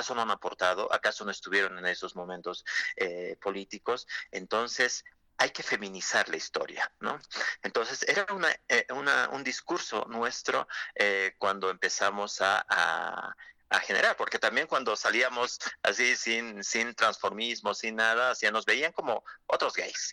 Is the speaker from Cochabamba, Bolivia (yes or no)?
no; La Paz, Bolivia; No, somos de aquí, de La Paz, que no.